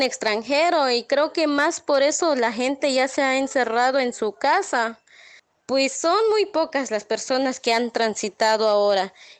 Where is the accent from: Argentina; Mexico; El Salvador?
Mexico; Palenque, Chiapas; soy de aquí de Palenque, Chiapas